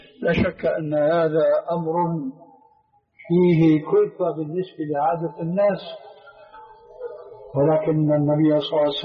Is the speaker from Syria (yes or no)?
yes; Syria; يقولون: عندنا في سوريا كالحرجون في حيوان البرية